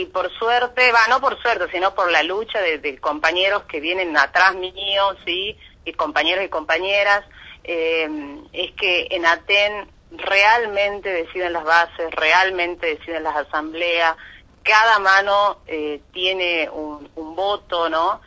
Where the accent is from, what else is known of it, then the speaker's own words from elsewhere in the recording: Tucumán, Argentina; yo soy tucumana, vivo acá